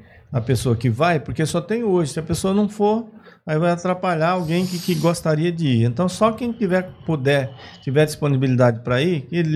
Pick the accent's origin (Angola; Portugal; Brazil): Brazil; Bahia; porque eu sou da Bahia, cara, da Bahia é mais forte as coisas.